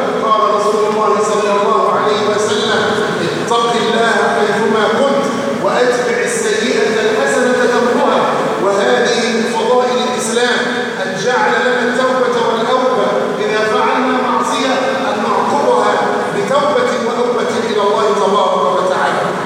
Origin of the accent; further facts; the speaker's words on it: Egypt; أن يجعله عيد خير على بلدنا مصر وسائر بلاد